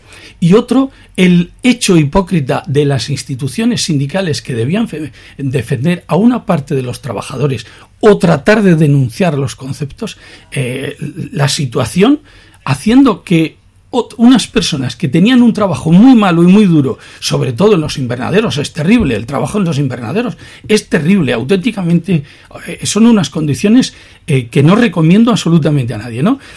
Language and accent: Spanish; Cartagena, Region of Murcia, Spain; como iban también gente de mi tierra, de allí del campo de Cartagena, a Suiza, a Alemania o tal